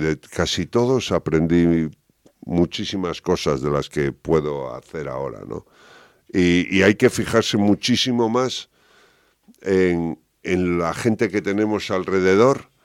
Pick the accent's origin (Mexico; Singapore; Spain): Spain; A Coruña, Galicia; En Coruña, yo soy de Coruña, soy gallego